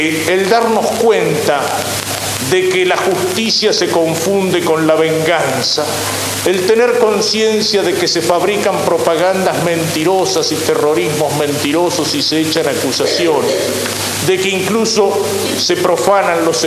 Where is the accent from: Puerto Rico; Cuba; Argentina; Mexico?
Argentina; el hacernos tomar conciencia de nuestra responsabilidad como argentinos